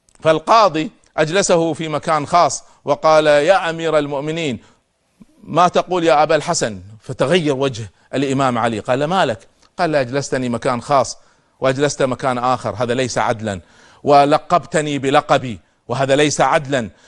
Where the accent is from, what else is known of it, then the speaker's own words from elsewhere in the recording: Kuwait; عندنا في الكويت أمام السفارة السورية